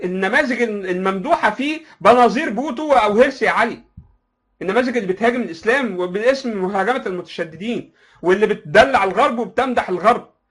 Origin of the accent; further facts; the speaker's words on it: Egypt; احنا عندنا في مصر الكلام ده مستحيل